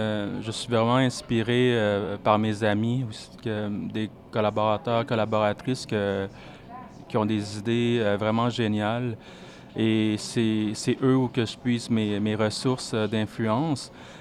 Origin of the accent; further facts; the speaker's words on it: Laos; l'Asie du Sud-Est, d'où je viens aussi, moi, du Laos